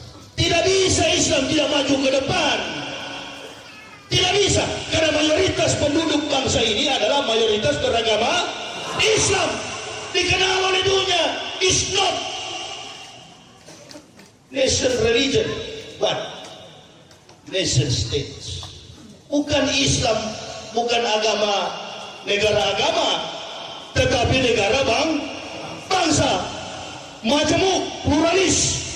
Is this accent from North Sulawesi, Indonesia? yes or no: yes; Manado, North Sulawesi, Indonesia; Saya ini orang Manado.